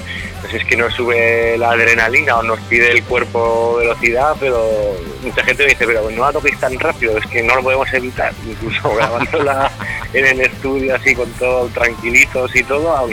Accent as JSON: {"language": "Spanish", "town": "Teruel", "region": "Aragon", "country": "Spain", "said": "tenemos canciones en catalán, porque aquí nosotros somos de aquí de Teruel, pero en nuestra zona, que es la Franja, es como que se habla pues ese idioma catalán, chapurreo, que quieren llamar algunos"}